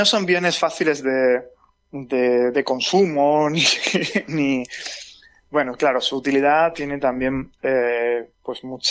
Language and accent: Spanish; Jaén, Andalusia, Spain; yo soy de Jaén y en Jaén había una industria automovilística